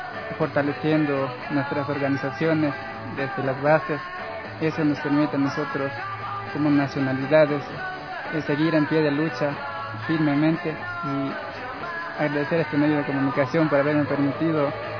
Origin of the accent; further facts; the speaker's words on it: Sucumbíos, Ecuador; yo soy de Sucumbíos, a riberas del río Aguarico o el río Coca.